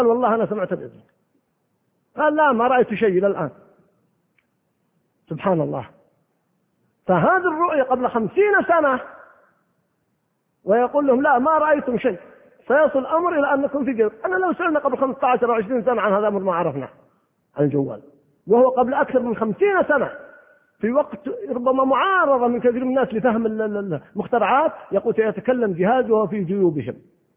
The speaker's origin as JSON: {"language": "Arabic", "region": "Al-Qassim", "country": "Saudi Arabia", "tie": "born or raised there", "said": "كان في وسط القصيم يعني في وسط بريدة، وإذا أردنا نذهب للقرية نذهب من مساحات قريتنا بعيدة جدا"}